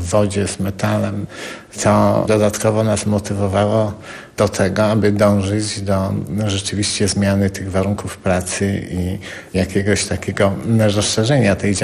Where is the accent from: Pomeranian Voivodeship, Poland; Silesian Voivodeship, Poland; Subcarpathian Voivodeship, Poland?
Subcarpathian Voivodeship, Poland; Wychowałem się w takiej rodzinie w Bieszczadach, trochę rodzinie kresowej.